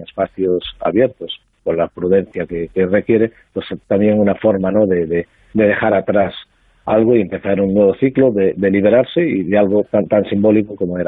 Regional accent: Galicia, Spain; Sí, claro, soy gallego. Soy antropólogo, pero soy gallego practicante, sí.

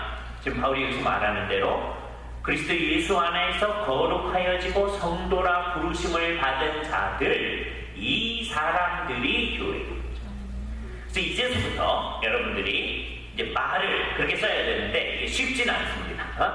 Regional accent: South Korea; now in United States; 그리고 또 하나의 정체성이 뭐냐? 우리는 한국 사람이다.

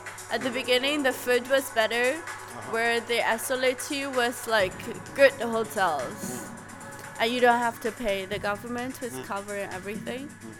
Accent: Shandong, China; Yeah, I grew up in China.

